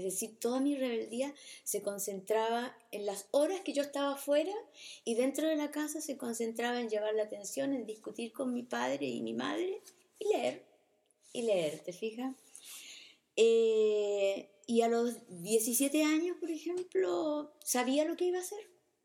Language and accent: Spanish; Talcahuano, Biobío, Chile; allá en el sur, yo soy de Talcahuano